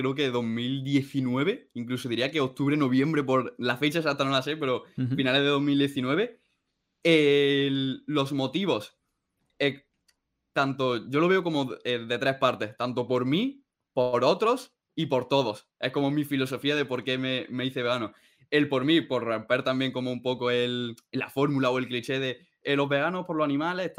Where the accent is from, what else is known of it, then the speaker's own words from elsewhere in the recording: Lucena, Andalusia, Spain; born there; now in Almería, Spain; yo, por ejemplo, vivo en Almería, pero yo nací en Lucena, en Córdoba, ¿no?